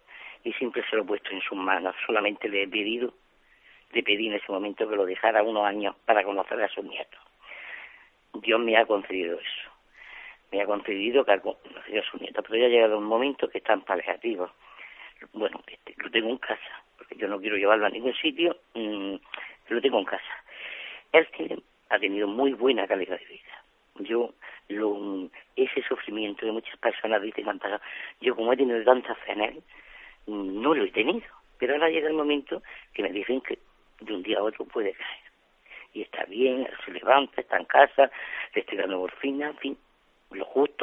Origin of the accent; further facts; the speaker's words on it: Almería, Andalusia, Spain; Soy de Almería y quería hacer una pregunta.